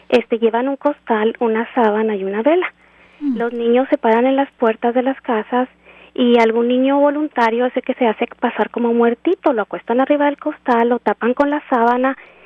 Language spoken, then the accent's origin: Spanish; Chihuahua, Mexico; Yo soy de Chihuahua, de una pequeña ciudad de Chihuahua